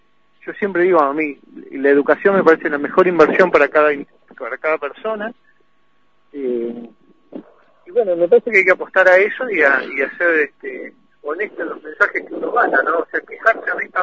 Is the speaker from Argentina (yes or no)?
yes; Pico Truncado, Santa Cruz, Argentina; Yo viví mi infancia en Pico Truncado.